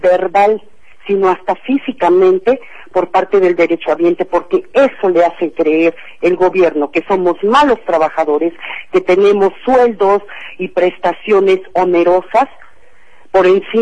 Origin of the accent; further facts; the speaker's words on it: Mexico; Yo creo que es nuestra obligación como mexicanos no anular nuestro voto.